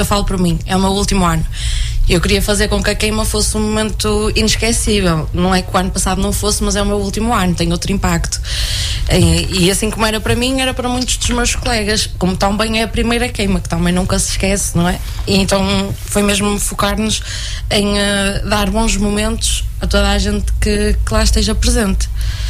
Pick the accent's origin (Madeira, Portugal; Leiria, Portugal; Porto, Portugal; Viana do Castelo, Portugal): Porto, Portugal; Paços de Ferreira; now in Oliveira do Hospital, Portugal; Venho de Passos de Ferreira, não é assim tão longe daqui quanto isso, portanto também não... Pronto, e tenho 22 anos, quase a fazer os 23, e estou aqui em Oliveira do Hospital.